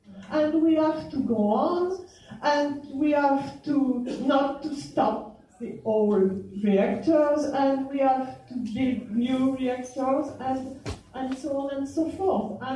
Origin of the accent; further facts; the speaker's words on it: France; I come from France, and this matter is very, very important.